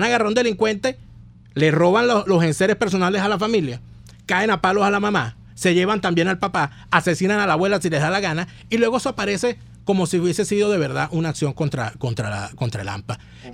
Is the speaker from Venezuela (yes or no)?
yes; Venezuela; ¿cómo juzgamos nosotros como venezolanos a estos militares que han permitido esto?